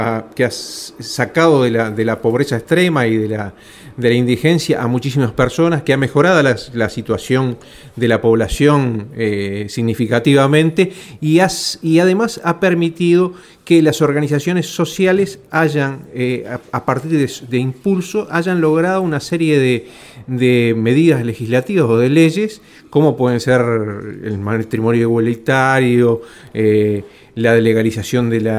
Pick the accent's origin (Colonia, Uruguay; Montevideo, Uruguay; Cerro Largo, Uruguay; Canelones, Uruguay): Montevideo, Uruguay; Y yo soy del Cerro de Montevideo, de Uruguay